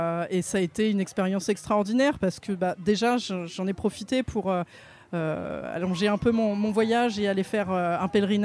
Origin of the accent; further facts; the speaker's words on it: Île-de-France, France; now in Tours, France; Ouais, j'ai grandi en Seine-et-Marne, mais j'habite à Tours.